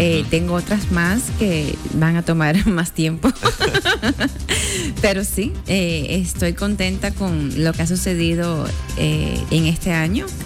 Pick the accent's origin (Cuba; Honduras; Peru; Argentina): Cuba; Porque de donde yo nací en Cuba, iba a la escuela caminando, iba al parque caminando, iba al mercado caminando.